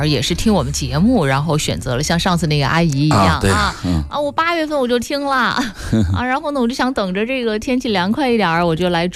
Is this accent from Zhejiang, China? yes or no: no; Beijing, China; 我们北京人